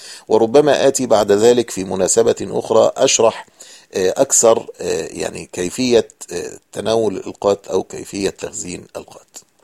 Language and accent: Arabic; Egypt; فلاحظوا أن لهجتي أو شكلي يعني مختلفا عن بقية الركاب، فسألوني من أين أنا، فأخبرتهم أني مصري